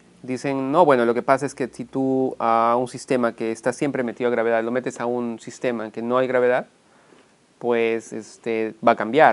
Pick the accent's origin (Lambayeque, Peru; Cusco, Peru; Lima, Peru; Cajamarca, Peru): Cusco, Peru; born there; yo soy peruano, nací en Cusco, estudié en Arequipa Medicina, soy médico, y luego viajé a México.